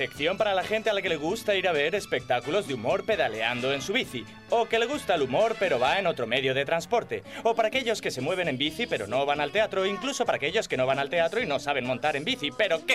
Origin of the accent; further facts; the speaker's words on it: France; Spanish is a second language; porque como francés que soy, decir trío es muy jodido